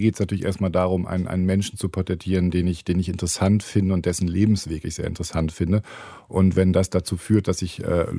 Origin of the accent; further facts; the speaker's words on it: Hamburg, Germany; also born or lived in Hannover; now in Cologne, Germany; Und ich bin auch kein Kölner, ich bin ja Immi, wie man hier sagt, in Hannover geboren, aus Hamburg dann irgendwann über Aachen nach Köln gekommen.